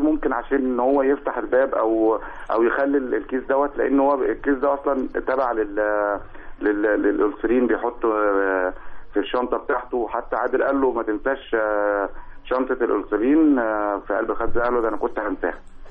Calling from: Khanka, Qalyubia, Egypt; الأليوبية، مركز الخندق.

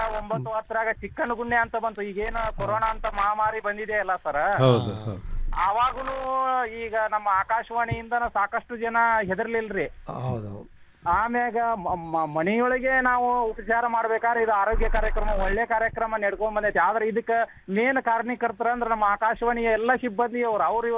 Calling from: Shirol, Karnataka, India; ನಾನು ನಿಯಮಿತ ಕೇಳುವ ಶಿರೋಳದಿಂದ … ಮಾತಾಡ್ತಾ ಇರೋದು.

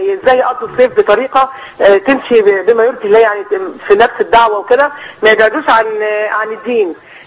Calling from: Alexandria, Alexandria Governorate, Egypt; يعني احنا ما شاء الله عندنا في اسكندرية

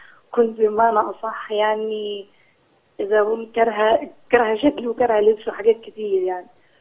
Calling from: Cairo, Cairo Governorate, Egypt; من القاهره.

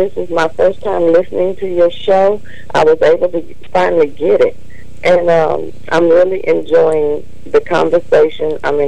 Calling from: Colorado, United States; Colorado.

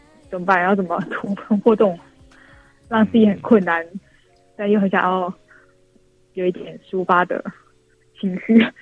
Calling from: Taipei, Taiwan; 我是台北的

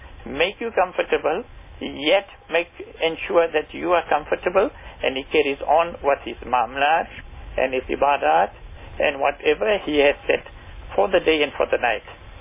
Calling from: Roshnee, Gauteng, South Africa; I'm calling from Roshni.

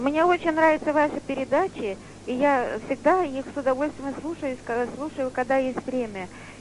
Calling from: Saint Petersburg, Russia; Я из Петербурга. Православная

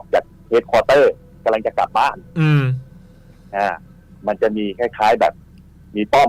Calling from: Don Mueang, Bangkok, Thailand; ดอนเมืองครับ

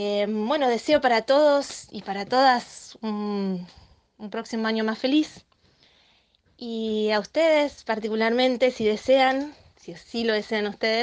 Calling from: Entre Ríos, Argentina; un gran saludo desde Entre Ríos.

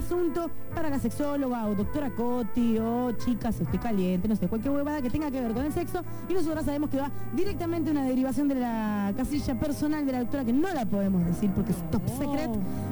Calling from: Morón, Buenos Aires Province, Argentina

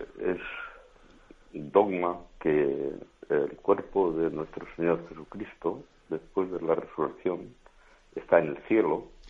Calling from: Valencia, Valencian Community, Spain; de Valencia.

